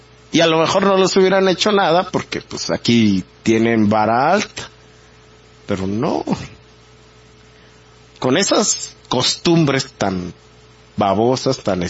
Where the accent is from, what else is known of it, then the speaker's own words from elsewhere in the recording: Mexico; Y presumiendo cosas, pero realmente aquí nacimos.